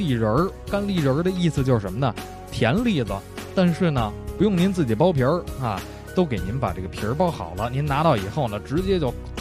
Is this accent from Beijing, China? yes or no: yes; Beijing, China; 所以特别受到咱们北京人的喜欢。